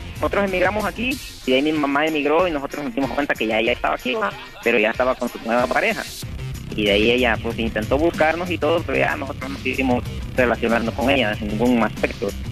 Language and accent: Spanish; Honduras; También de Honduras.